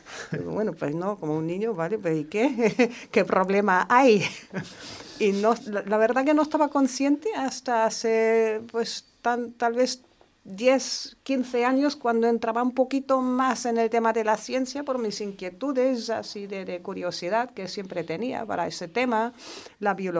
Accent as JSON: {"language": "Spanish", "country": "Germany", "second_language": "Spanish", "said": "siendo alemana que soy, pues yo creo que, no sé, por la forma de educación, tal vez en Alemania no estaba tan consciente del problema que todavía existe"}